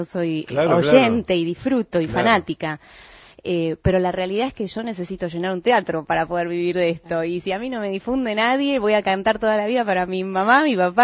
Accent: Buenos Aires, Argentina; born there; Yo nací en Villa Urquiza.

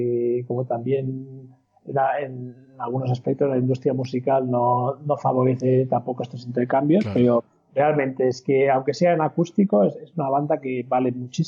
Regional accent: Barcelona, Catalonia, Spain; now in Burgos, Spain; porque yo soy de Barcelona, pero hace muchos años que estoy viviendo fuera.

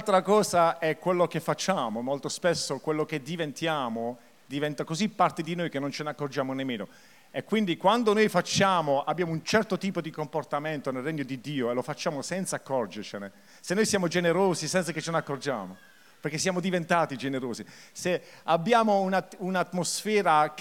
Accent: Taranto, Apulia, Italy; Io sono tarantino, perché l'accento forse può ingannare, perché io sono un po' confuso ora tra il francese, l'inglese, il tedesco, ma in effetti le radici sono di Taranto, no? Taranto vecchio, mio padre.

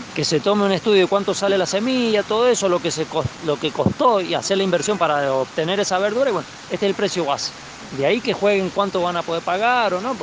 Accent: Fray Luis Beltrán, Mendoza, Argentina; pertenezco a la asociación APPROCUYO y soy de Fray Luis Beltrán.

